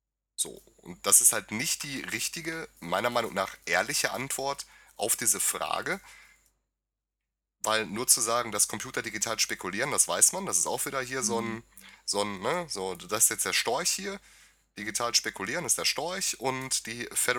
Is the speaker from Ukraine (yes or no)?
yes; Ukraine; German is a second language; now in Germany; Ich habe dies in meinem Heimatland, der Ukraine, mehrmals erlebt.